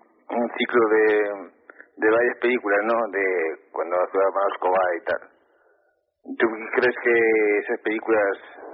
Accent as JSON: {"language": "Spanish", "town": "Zaragoza", "region": "Aragon", "country": "Spain", "said": "Mira, soy de aquí, de Zaragoza."}